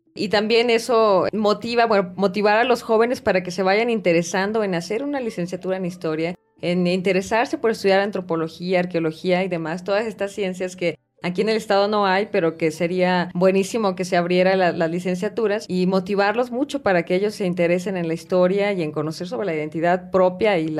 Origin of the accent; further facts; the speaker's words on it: Durango, Mexico; De por qué somos duranguenses o por qué somos de tal forma, ¿no?